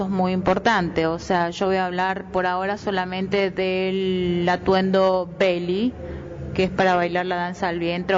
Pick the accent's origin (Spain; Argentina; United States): Argentina; northern Argentina; Cuando niña bailé samba brasilera, bailaba en los carnavales en mi provincia. Yo soy del norte de Argentina.